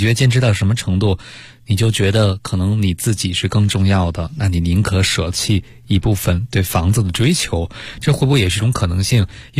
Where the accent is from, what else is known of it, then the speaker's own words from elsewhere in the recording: China; 房子确实可能对我们中国人来讲是很重要的